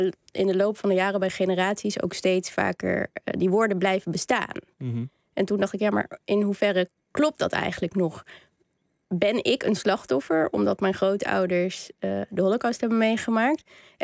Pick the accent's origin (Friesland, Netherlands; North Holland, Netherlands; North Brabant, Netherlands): North Holland, Netherlands; Amsterdam; We komen allebei uit Amsterdam. Zijn allebei journalist, zijn allebei ongeveer even oud.